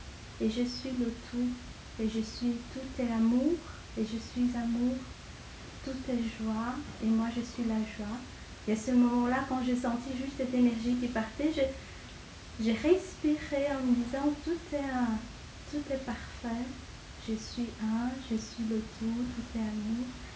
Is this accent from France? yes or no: no; Brazil; J'ai grandi au Brésil. Au Brésil étant un pays très raciste